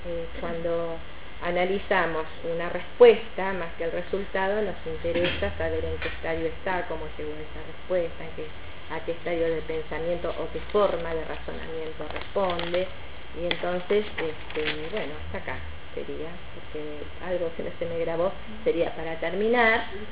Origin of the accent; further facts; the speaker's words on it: Argentina; que somos los argentinos, creo, nos hemos transformado en ingeniosos